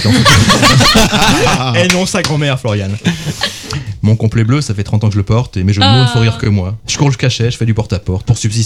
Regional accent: Dunkirk, Hauts-de-France, France; born there; Ce que je peux quand même vous dire, c'est que je suis né à Dunkerque.

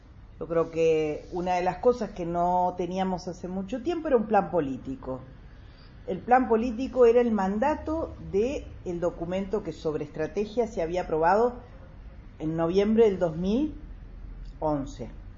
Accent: Uruguay; como todo uruguayo, así somos directores técnicos, así somos psicólogos

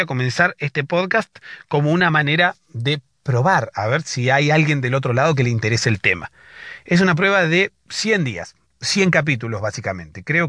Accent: Argentina; soy de Argentina.

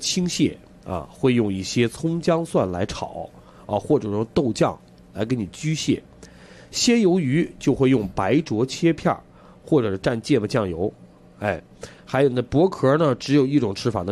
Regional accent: Beijing, China; 咱们北京人都去过北戴河。

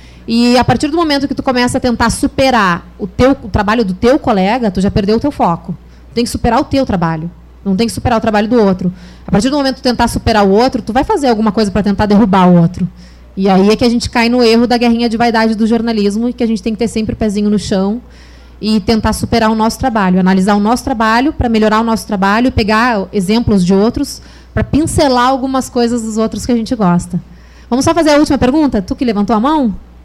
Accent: Rio Grande do Sul, Brazil; now in Rio de Janeiro, Brazil; quando a gente vem do Rio Grande do Sul, a gente acha que os melhores jornalistas estão no Rio de Janeiro

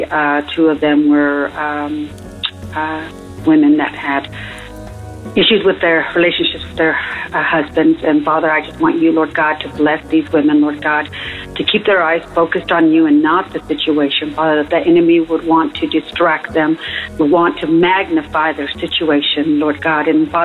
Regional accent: Amarillo, Texas, United States; I'm from Amarillo, Texas. I call every now and again, not as much as I ought.

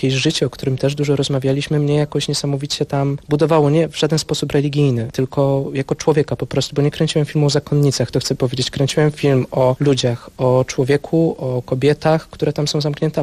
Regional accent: Staniątki, Lesser Poland, Poland; Staniątki. To jest mała wieś pod Krakowem, 20 kilka kilometrów. Tam się wychowałem, też wokół klasztoru.

